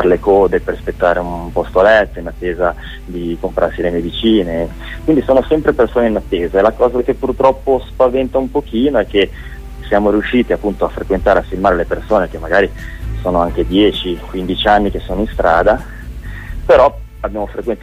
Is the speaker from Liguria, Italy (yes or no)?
yes; Genoa, Liguria, Italy; l'abbiamo girata a Genova perché siamo di Genova.